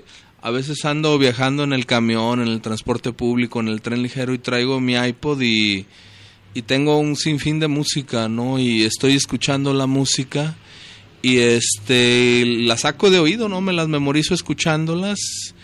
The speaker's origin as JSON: {"language": "Spanish", "town": "Guadalajara", "region": "Jalisco", "country": "Mexico", "tie": "born or raised there", "said": "cuando veía reuniones allá en mi barrio, en Atemajac, mi barrio natal"}